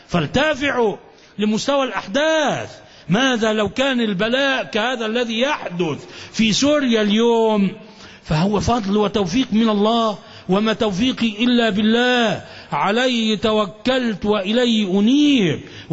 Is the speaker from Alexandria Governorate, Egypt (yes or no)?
yes; Alexandria, Alexandria Governorate, Egypt; الشيوخ الأكابر الأفاضل عندنا في الإسكندرية